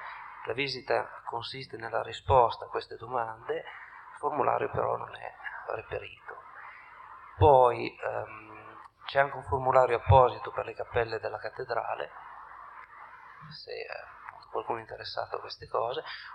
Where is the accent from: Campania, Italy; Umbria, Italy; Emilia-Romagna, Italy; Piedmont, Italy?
Piedmont, Italy; Tortona; vengo da Tortona.